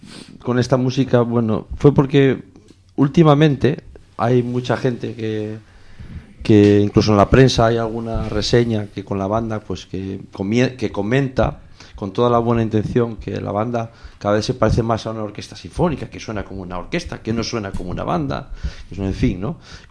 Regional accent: Vimenes, Asturias, Spain; En realidad yo soy de Vimenes.

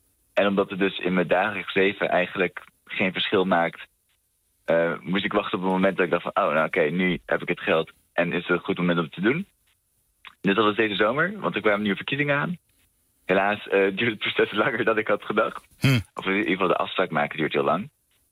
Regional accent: Netherlands; born there; ik Frans ben, dus een Europees staatsburger. Ik ben geboren in Nederland.

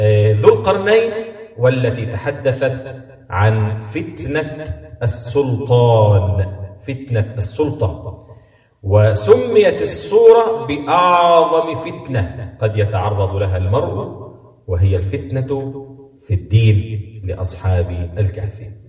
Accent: Egypt; لأن احنا عندنا في مصر الحوت ده بيطلق على الحوت الكبير خاصة

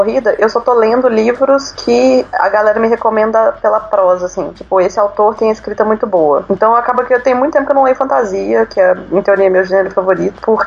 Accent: Belo Horizonte, Minas Gerais, Brazil; eu sou de Belo Horizonte. É, eu estudei lá tanto na Federal de Minas Gerais quanto na Estadual.

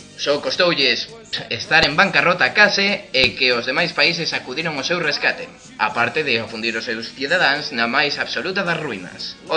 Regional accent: Vigo, Galicia, Spain; eu son de Vigo, eu son portugués.

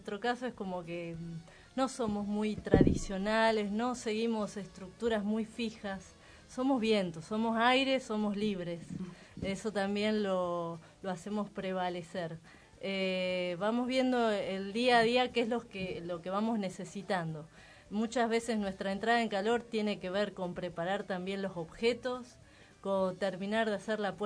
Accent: Río Negro, Argentina; yo soy patagónica, soy de Río Negro, o sea que el viento ha sido parte de mi vida en un modo muy intenso.

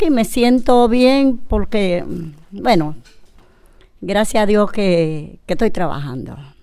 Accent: Dominican Republic; moved away as an adult; now in Spain; soy de República Dominicana y tengo la nacionalidad de aquí. Pero tengo 6 años de haber llegado de mi país, he venido aquí a trabajar.

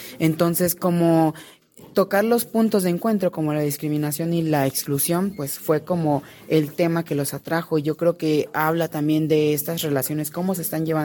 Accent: Tapachula, Chiapas, Mexico; yo vengo de una familia de comerciantes de Guatemala, soy de Tapachula

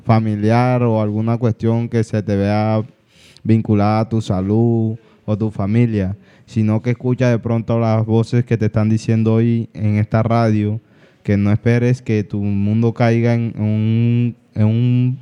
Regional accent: Colombia; jóvenes, somos el futuro de Colombia y del mundo.

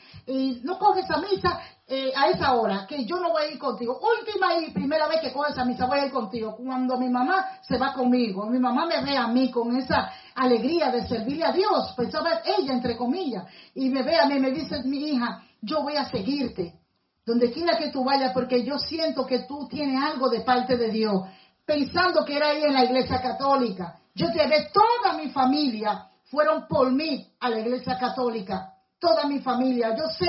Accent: Puerto Plata, Dominican Republic; Ahora ya no es parroquia, sino catedral en mi país, en mi pueblo Puerto Plata.

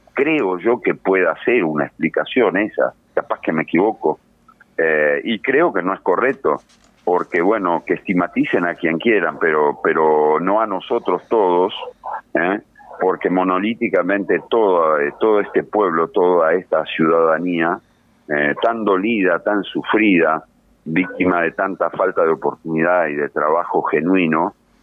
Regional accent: Uruguay; Somos sin compatriotas, duda. Somos uruguayos.

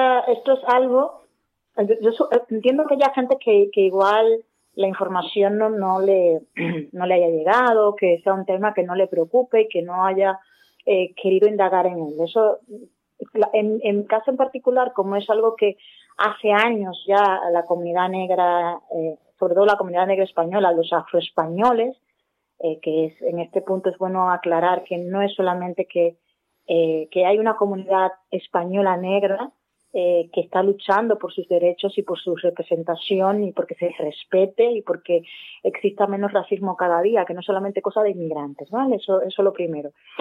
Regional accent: Dominican Republic; moved away as an adult; now in Spain; yo cuando salí de República Dominicana, pues era una persona ya adulta, unos 27 años, con cierto bagaje profesional, ya con unos estudios terminados.

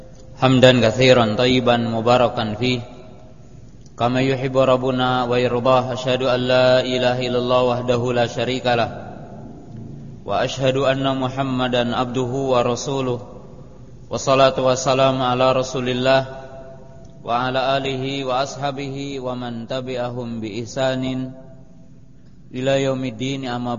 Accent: West Java, Indonesia; Lakob itu dalam bahasa kita orang Jawa Barat lanihan

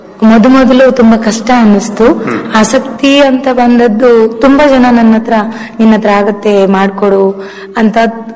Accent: Murudeshwar, Karnataka, India; ನನ್ನ ಊರಲ್ಲಿ, ನನ್ನ ಊರು ಮುರುಡೇಶ್ವರ, ಮುರುಡೇಶ್ವರ ಬಸ್ತಿಯಲ್ಲಿ.

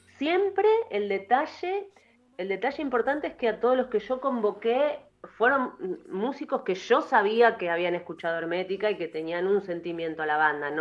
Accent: Argentina; ¿qué carajo es el joropo venezolano? Uno dice como argentino.

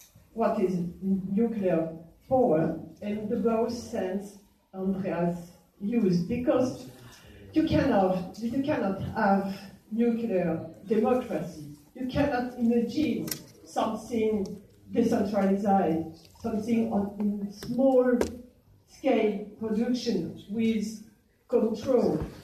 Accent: France; I come from France, and this matter is very, very important.

